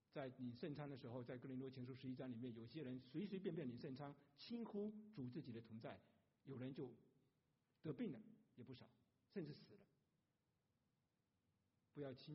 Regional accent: China; 尤其我们中国人爱面子

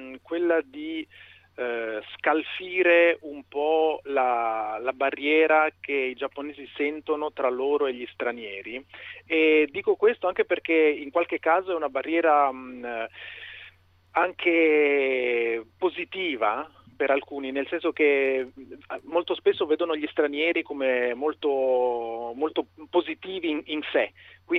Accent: Udine, Friuli-Venezia Giulia, Italy; moved away; io sono udinese, sono nato e cresciuto a Udine, anche se poi metà della mia famiglia viene dal sud, sono insomma un sangue misto.

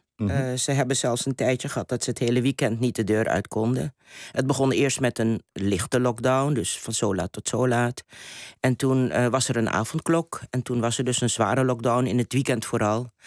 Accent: Curaçao; also born or lived in Netherlands / Suriname; ik ben op Curaçao geboren, ik heb er lang gewoond, ik heb ook hier lang gewoond. Maar ik ben op een gegeven moment naar Suriname gegaan en dat heb ik helemaal geadopteerd als mijn land. Ook omdat mijn voorouders en mijn ouders daar vandaan komen.

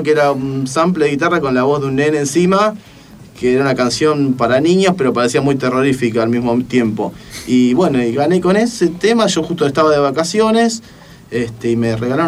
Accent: Punta Alta, Buenos Aires Province, Argentina; now in Buenos Aires, Argentina; Y es la razón por la cual yo me vine desde Punta Alta a Buenos Aires.

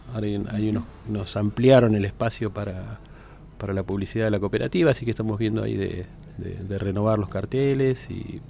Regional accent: Buenos Aires, Argentina; Yo vengo de Buenos Aires, de una gran ciudad

